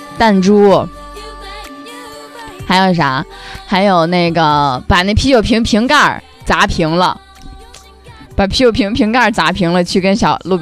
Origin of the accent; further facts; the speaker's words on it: Baotou, Inner Mongolia, China; 不是，我家是包头的